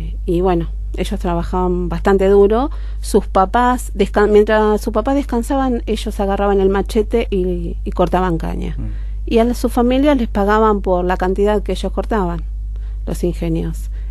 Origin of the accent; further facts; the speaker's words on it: Buenos Aires, Argentina; also born or lived in Monteros, Tucumán; familia es de Río Seco, de un pueblito muy chiquito que está en la zona sur de Tucumán. Ajá. Nosotros vinimos para Buenos Aires cuando yo tenía 2 años.